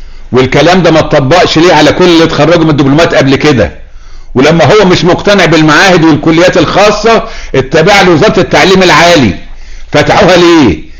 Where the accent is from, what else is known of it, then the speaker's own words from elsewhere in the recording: Egypt; انا كمواطن مصري معايا بكالوريوس هندسة